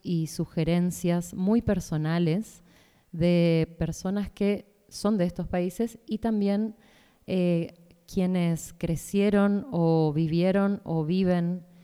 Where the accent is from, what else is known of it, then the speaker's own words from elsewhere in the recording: Corrientes, Argentina; soy correntina, así que se imaginarán ahí muy pegadita a Paraguay. Mi relación es de un acento muy parecido, de una cultura gastronómica y también musical